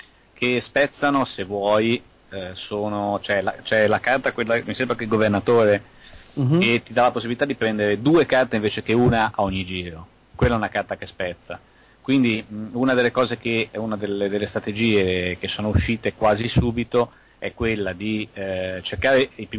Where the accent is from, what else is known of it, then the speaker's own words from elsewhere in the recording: Liguria, Italy; L'ho scoperto poi da buon ligure